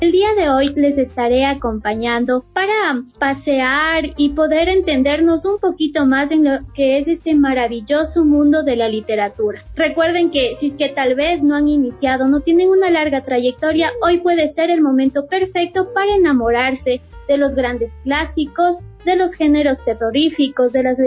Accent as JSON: {"language": "Spanish", "town": "Riobamba", "region": "Chimborazo", "country": "Ecuador", "tie": "born or raised there", "said": "Para contarte algo de mi ciudad natal, yo nací en Riobamba, ahí donde tenemos al hermoso Chimborazo."}